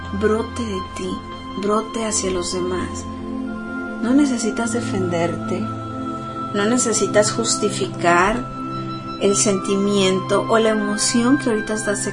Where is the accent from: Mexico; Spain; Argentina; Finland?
Mexico; soy humana, soy mexicana, tan, tan, tan, tan, tan.